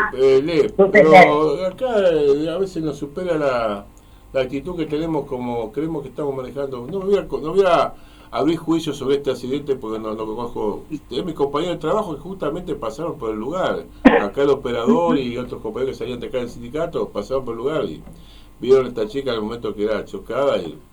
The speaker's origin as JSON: {"language": "Spanish", "region": "Santa Fe", "country": "Argentina", "said": "yo soy santafesino de origen. Pero estoy desilusionado con Santa Fe."}